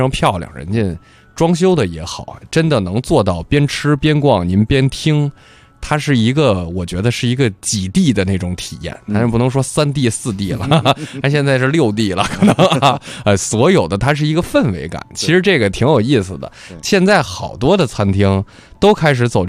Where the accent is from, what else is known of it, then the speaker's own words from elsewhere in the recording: Beijing, China; 咱们北京人咱不用多说了